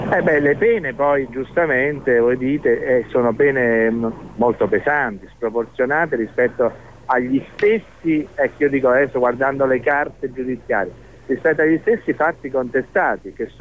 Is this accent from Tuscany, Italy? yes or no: no; Naples, Campania, Italy; Io sono napoletano